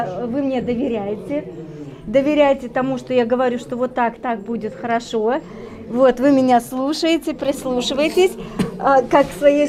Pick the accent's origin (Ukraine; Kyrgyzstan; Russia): Kyrgyzstan; born there; я родилась в Киргизии